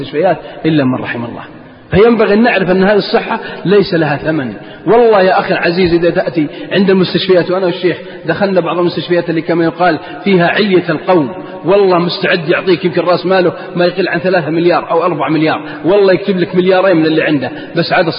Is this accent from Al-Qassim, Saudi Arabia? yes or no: yes; Al-Qassim, Saudi Arabia; أكبر مجرم عندنا في القصيم أو في الدمام